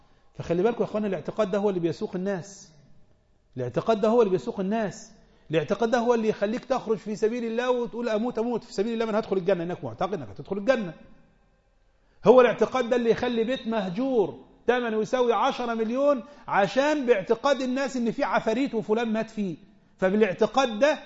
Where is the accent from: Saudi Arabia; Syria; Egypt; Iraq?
Egypt; ده انا وانت مصريين